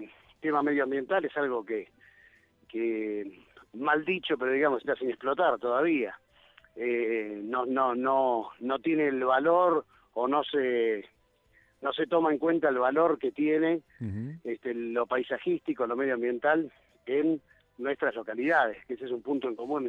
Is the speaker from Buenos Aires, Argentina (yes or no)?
yes; Buenos Aires, Argentina; yo en realidad soy de Buenos Aires. Hace 15 años viví en Los Cocos, más allá que toda la vida he venido a Los Cocos porque la familia tiene una casa de veraneo.